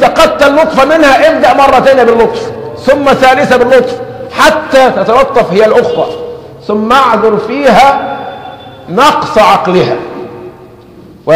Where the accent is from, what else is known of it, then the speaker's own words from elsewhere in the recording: Egypt; لكن احنا كمصريين بناخذها فترة ترحيب